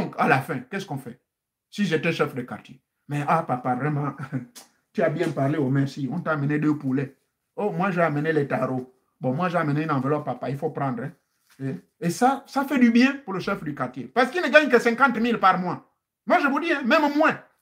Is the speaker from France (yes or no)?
no; Gabon; chez nous au Gabon